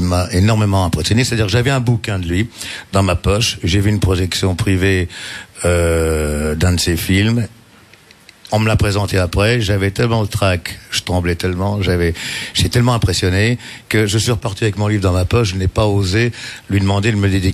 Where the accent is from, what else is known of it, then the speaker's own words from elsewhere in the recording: France; la France c'est mon pays, je suis français, je me sens français.